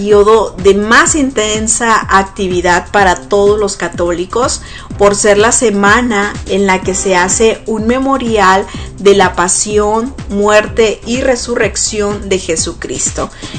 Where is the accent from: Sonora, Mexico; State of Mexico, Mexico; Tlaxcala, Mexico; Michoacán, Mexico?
Sonora, Mexico; casi la mayoría de los que somos niños y que crecimos en Sonora